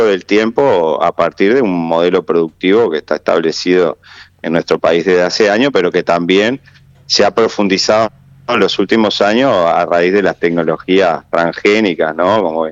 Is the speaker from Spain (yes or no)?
no; Santa Lucía, Canelones, Uruguay; yo en particular vivo en Santa Lucía, la mayoría de quienes estamos en la asamblea somos oriundos de Santa Lucía